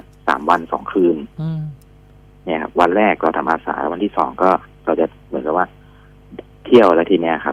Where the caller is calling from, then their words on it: Samut Prakan, Thailand; ตอนนี้อยู่สมุทรปราการครับ